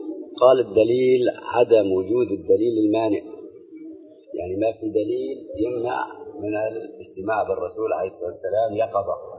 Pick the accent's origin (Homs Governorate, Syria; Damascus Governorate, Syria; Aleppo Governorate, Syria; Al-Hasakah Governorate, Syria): Aleppo Governorate, Syria; Aleppo; عندنا في حلب هو مرجع حلب كلها